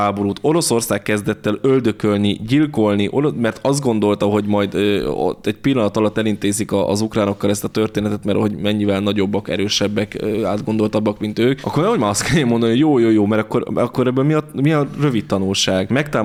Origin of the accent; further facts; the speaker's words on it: Hungary; Tehát mert hát ez mégiscsak magyarok vagyunk, hát a mi területeinket ne vegyék el.